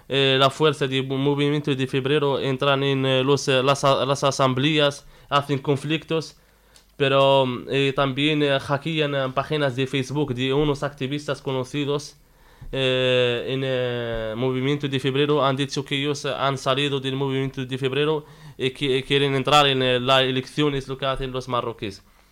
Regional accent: Western Sahara; como saharaui, porque yo no soy marroquí, he vivido en territorios ocupados

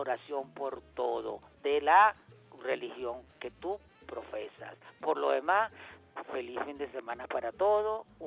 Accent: Venezuela; Venezuela es una sola y somos venezolanos.

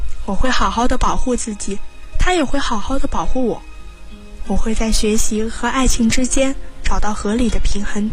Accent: Liyang, Jiangsu, China; 来自江苏溧阳，我在南京大学，距离我的家乡104公里。

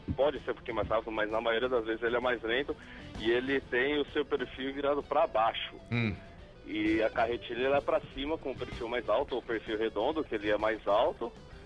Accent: São Paulo, Brazil; eu sou de São Paulo aqui

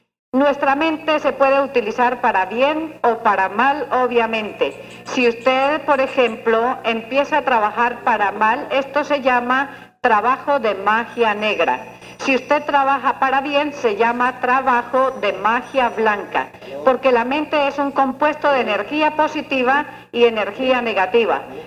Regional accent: Antioquia, Colombia; No abandono mi carrielito por nada del mundo porque soy muy antioqueña todavía, ¿no?

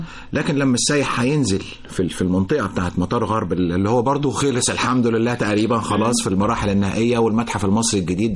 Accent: Egypt; ده في مدينة واحدة عندنا في مصر هنخلق 250,000 فرصة عمل

